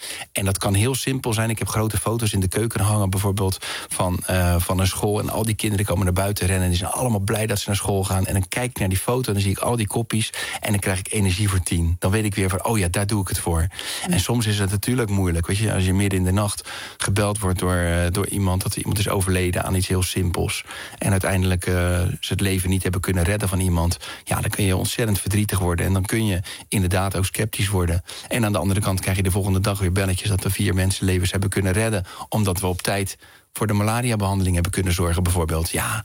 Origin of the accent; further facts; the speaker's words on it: Rotterdam, South Holland, Netherlands; als je een echte vriend bent, waar ik vandaan kom, in Rotterdam, dan ben je een ouwe dibbes.